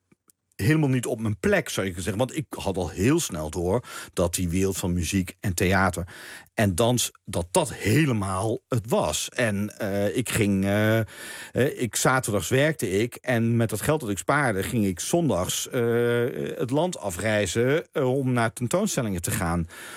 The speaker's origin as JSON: {"language": "Dutch", "town": "Maastricht", "region": "Limburg", "country": "Netherlands", "said": "En toen kwam er in Maastricht, waar ik vandaan kwam, ja, daar had je natuurlijk geen eigen balletgezelschap"}